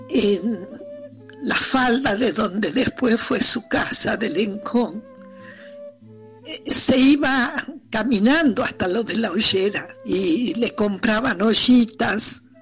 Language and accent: Spanish; Salta, Argentina; born there; Yo soy nacida en Salta y nunca se me ha ido la tonada.